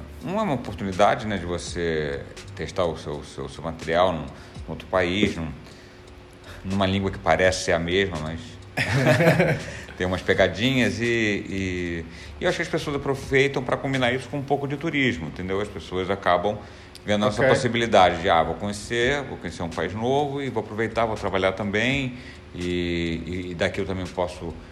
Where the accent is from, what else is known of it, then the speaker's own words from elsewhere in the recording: Brazil; now in Portugal; todos percebem que eu sou brasileiro e acham até divertido o fato de eu errar.